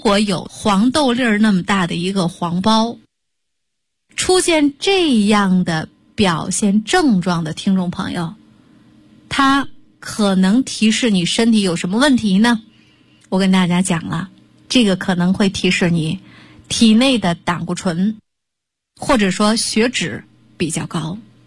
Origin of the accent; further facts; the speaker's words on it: Shandong, China; 说用我们山东人说的话，这样的人就是魔怔